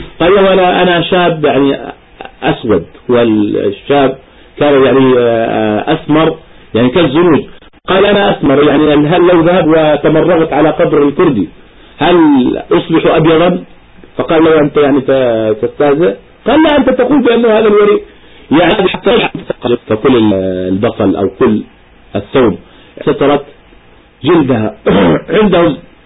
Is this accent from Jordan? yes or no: yes; Jordan; وجدناهم عندنا في الأردن يعني لا ينتشرون إلا في القرى